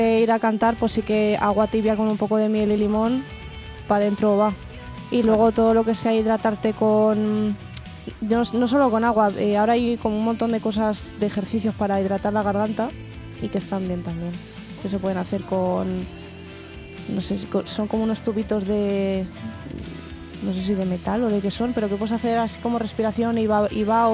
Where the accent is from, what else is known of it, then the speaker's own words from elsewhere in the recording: Community of Madrid, Spain; Ay, soy madrileño burgalesa.